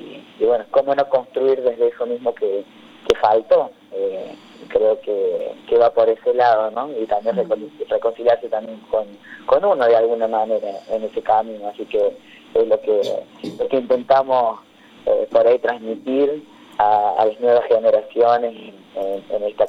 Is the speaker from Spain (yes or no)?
no; Villa Dolores, Córdoba, Argentina; Ahí, muy cerquita de Mina Clavero, en Villa Dolores, a 50 kilómetros de Mina. Así que la infancia y la adolescencia en Tras la Sierra